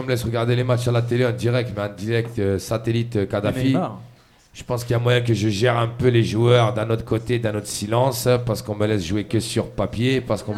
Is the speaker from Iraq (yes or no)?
no; Paris, Île-de-France, France; et pourtant je suis parisien